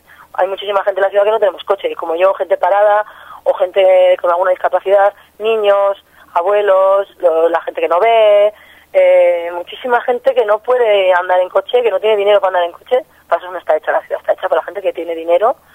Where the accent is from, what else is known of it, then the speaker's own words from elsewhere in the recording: Pamplona, Navarre, Spain; born there; En La Rocha, que es el barrio donde yo nací, donde me considero